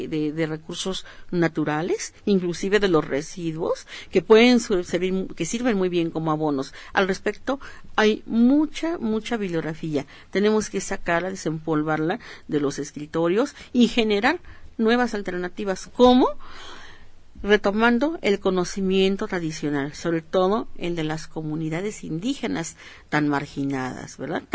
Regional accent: Mexico; nosotros como los mexicanos

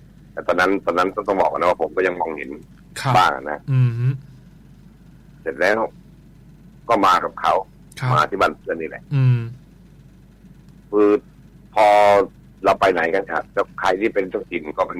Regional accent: Central Thailand, Thailand; ผมเองก็เป็นคนภาคกลางนะ

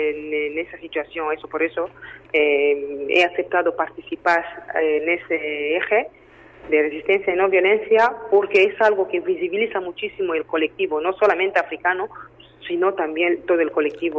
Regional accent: DR Congo; Spanish is a second language; now in Spain; soy de la República Democrática del Congo.

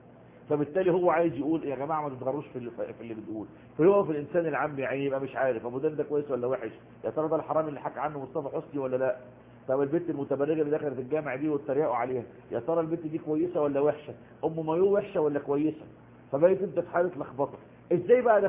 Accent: Egypt; نفس القصه عندنا في مصر

